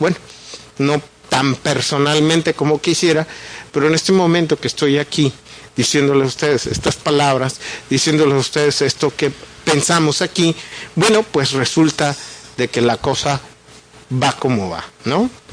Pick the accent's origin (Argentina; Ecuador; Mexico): Mexico; no solo a nosotros como mexicanos, al resto de las poblaciones del mundo